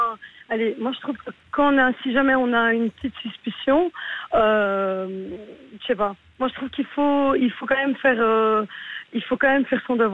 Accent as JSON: {"language": "French", "country": "Belgium", "tie": "born there", "said": "Moi, je suis marocaine. Hein, donc, je vis en Belgique, je suis née ici, je suis d'origine marocaine."}